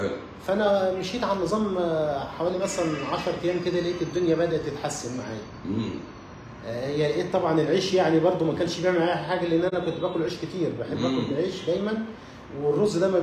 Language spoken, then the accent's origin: Arabic; Ismailia, Ismailia Governorate, Egypt; أنا جاي من الإسماعيلية. إسماعيلية